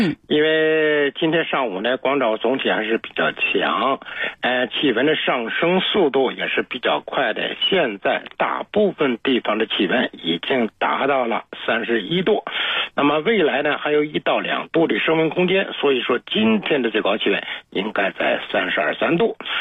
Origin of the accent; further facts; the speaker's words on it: Beijing, China; 也就是咱们北京人讲的拉拉秧